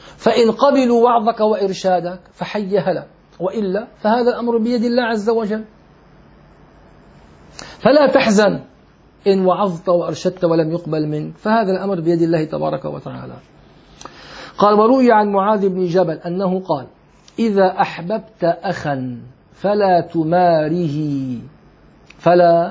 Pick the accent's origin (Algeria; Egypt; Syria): Syria; فلما توفي المفتي العام عندنا في سوريا